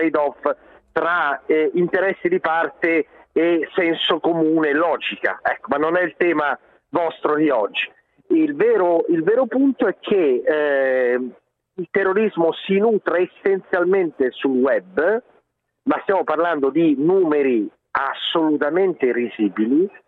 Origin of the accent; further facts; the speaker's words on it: Genoa, Liguria, Italy; Io da genovese lo dico